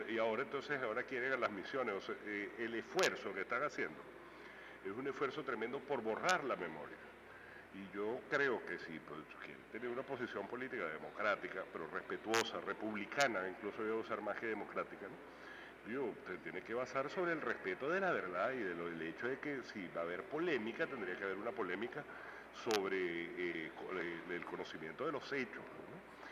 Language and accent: Spanish; Venezuela; como bibliotecarios, como revolucionarios, como venezolanos.